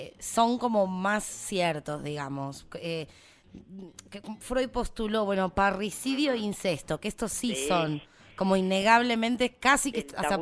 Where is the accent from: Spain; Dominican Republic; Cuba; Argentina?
Argentina; hay algunos tabús que sean como argentinos, que tengamos como nuestra propia identidad en nuestros tabús, así como de este país?